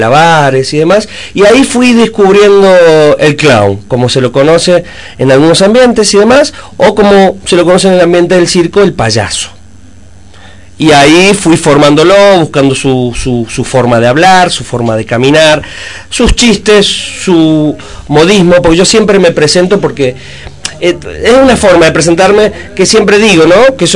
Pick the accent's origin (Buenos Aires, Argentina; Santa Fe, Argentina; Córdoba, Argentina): Buenos Aires, Argentina; born there; Nací en Buenos Aires.